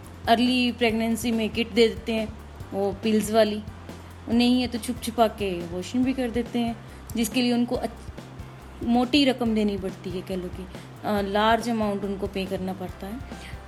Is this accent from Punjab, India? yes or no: yes; Nangal, Punjab, India; पंजाब से।